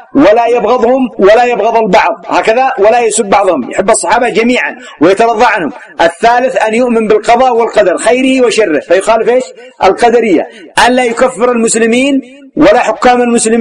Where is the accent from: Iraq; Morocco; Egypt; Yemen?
Yemen; هذا يسمى الغرب عندنا في اليمن.